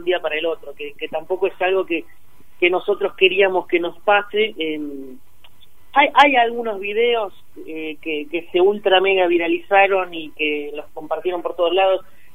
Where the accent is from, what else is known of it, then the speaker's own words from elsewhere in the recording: La Plata, Buenos Aires Province, Argentina; Sí, yo soy de La Plata, Fran también.